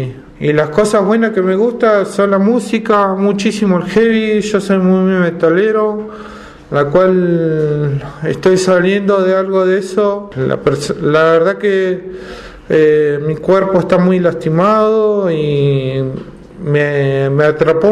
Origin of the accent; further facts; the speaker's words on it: Bariloche, Río Negro, Argentina; born there; yo soy nacido en Bariloche.